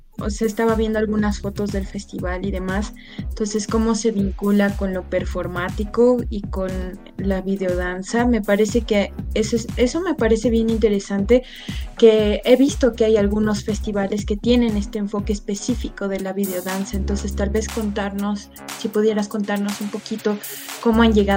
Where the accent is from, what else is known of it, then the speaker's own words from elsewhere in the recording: Bolivia; Porque yo vengo de Bolivia y conozco, aunque sea un poquito, del festival